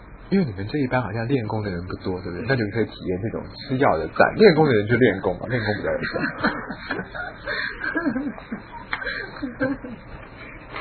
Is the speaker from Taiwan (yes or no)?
no; China; 我们中国人说心为君主之官